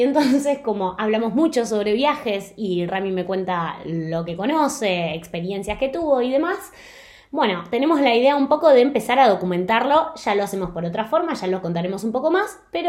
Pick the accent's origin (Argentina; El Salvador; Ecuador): Argentina; moved away as an adult; now in Spain; los dos somos de Argentina, y al vivir en Argentina, quizá era un poco más difícil la comunicación con el resto del mundo.